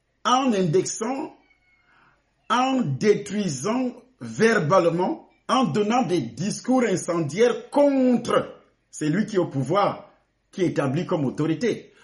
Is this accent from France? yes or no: no; Cameroon; Et parfois, c'est la guerre, c'est le sang qui coule, comme ce qui se passe chez moi au Cameroun.